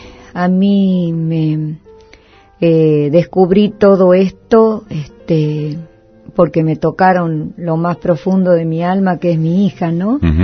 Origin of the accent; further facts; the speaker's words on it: Bella Vista, Tucumán, Argentina; born there; del pueblo donde yo nací, que es a 20 kilómetros de la capital de Tucumán, que se llama Bellavista.